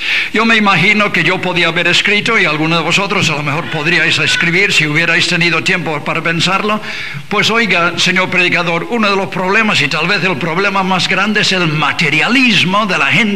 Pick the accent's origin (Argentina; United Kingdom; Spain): United Kingdom; England; Spanish is a second language; Yo, como inglés, no sé si bueno o malo, os voy a sacar un problema que tenemos en Inglaterra